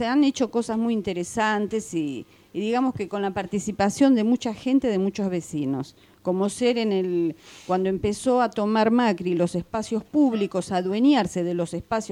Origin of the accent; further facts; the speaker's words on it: Buenos Aires, Argentina; Yo soy de Parque Patricios.